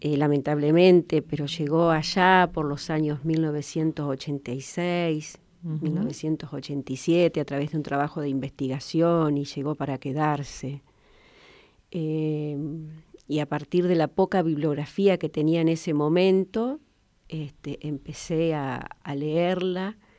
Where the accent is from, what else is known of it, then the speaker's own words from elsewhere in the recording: Toay, La Pampa, Argentina; Siempre viví acá. Nací en Santa Rosa por una cuestión que en aquel momento había partera.